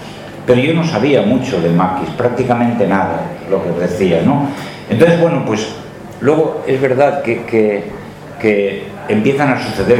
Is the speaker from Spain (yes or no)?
yes; Gestalgar, Valencian Community, Spain; aunque mi tierra, concretamente mi pueblo, ese Gestalgar